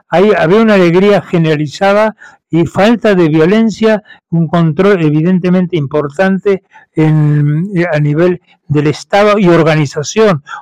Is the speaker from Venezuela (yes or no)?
yes; Caracas, Capital District, Venezuela; sigo viviendo en Venezuela, porque mi país donde yo nací, mis montañas, en el caso de Caracas, o mis lagos, o mi gente, o mis familiares que siguen viviendo aquí.